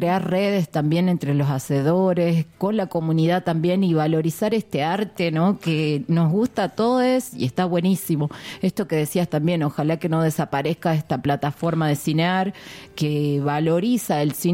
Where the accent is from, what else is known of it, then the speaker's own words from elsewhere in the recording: Tucumán, Argentina; A mí me pasa que soy tucumana